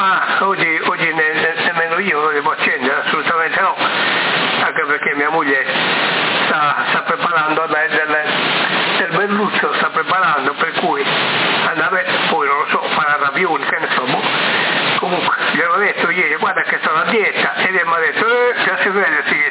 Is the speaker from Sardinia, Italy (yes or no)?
yes; Sardinia, Italy; Vorrei vedere, non per niente siamo sardi, no?